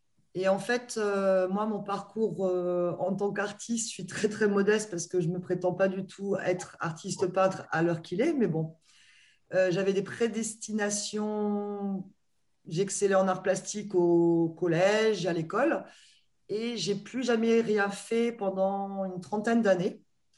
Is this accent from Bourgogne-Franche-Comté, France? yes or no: yes; Luxeuil-les-Bains, Bourgogne-Franche-Comté, France; born there; moi, je suis née en Haute-Saône, dans le département 70, en 1970. Et je n'ai pas vécu, mais 50 ans après, la vie m'a emmenée à Luxeuil-les-Bains, la ville où je suis née